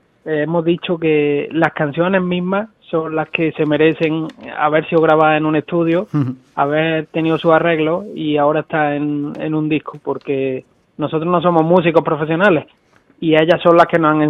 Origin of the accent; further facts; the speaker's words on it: La Carlota, Andalusia, Spain; Somos de La Carlota, que es un pueblo de Córdoba.